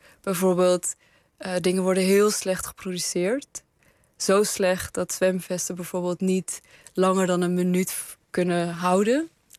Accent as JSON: {"language": "Dutch", "country": "Afghanistan", "said": "En in Afghanistan, waar ik vandaan kom, wordt het gegeten bij begrafenissen."}